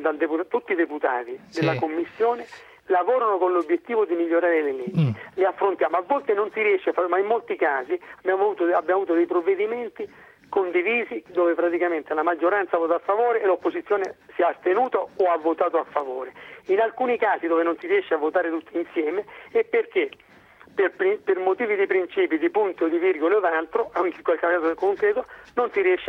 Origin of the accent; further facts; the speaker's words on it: Calabria, Italy; capolista in Calabria, nella mia terra